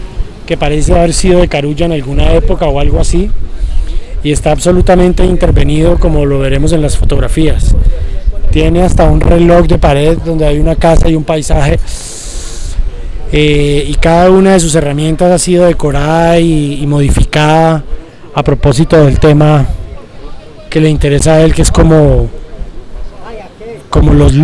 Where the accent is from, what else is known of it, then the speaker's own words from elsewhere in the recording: Cali, Valle del Cauca, Colombia; De allá de donde vengo yo, de Cali.